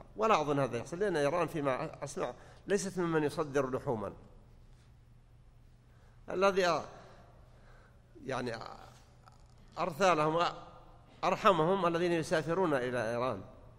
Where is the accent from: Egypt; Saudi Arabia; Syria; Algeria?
Saudi Arabia; وانتشرت القنوات عندنا في السعودية.